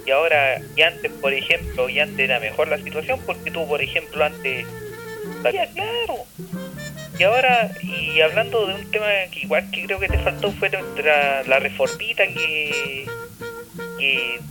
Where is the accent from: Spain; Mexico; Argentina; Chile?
Chile; La Cisterna, Santiago Metropolitan Region; Soy de La Cisterna, no de Maipú.